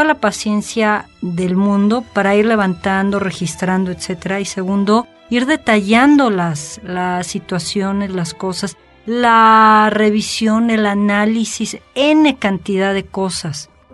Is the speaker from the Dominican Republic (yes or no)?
no; Mexico; quizá como buena mexicana de repente soy un poco escéptica